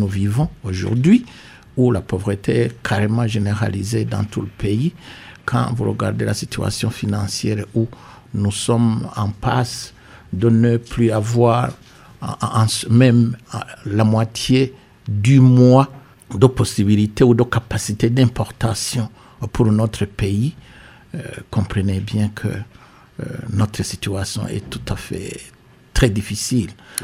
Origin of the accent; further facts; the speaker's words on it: Burundi; je suis Burundais d'abord